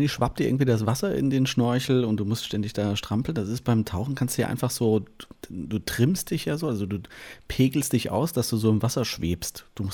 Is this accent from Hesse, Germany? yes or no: yes; Künzell, Hesse, Germany; Ich komme ja aus Fulda, aus Künzell.